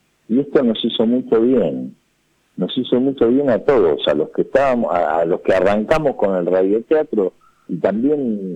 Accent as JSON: {"language": "Spanish", "region": "Buenos Aires", "country": "Argentina", "accent": "porteño", "said": "nos dimos cuenta que nosotros tenemos el acento del porteño"}